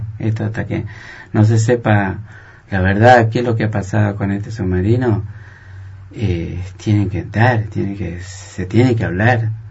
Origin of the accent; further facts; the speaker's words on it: Jujuy, Argentina; now in Viedma, Argentina; me voy a ir a Jujuy, porque yo soy nativo de Jujuy.